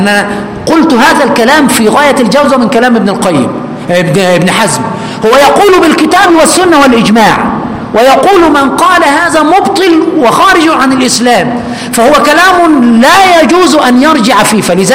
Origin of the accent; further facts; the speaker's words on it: Egypt; كما نقول كمصريين